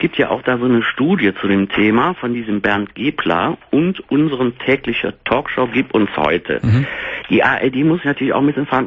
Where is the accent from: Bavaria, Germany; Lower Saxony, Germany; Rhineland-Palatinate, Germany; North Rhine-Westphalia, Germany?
North Rhine-Westphalia, Germany; Cologne; now in Berlin, Germany; Nee, ich wohne in Berlin. Ich bin aus Köln, aber bin vor 12 Jahren hier nach Berlin gezogen.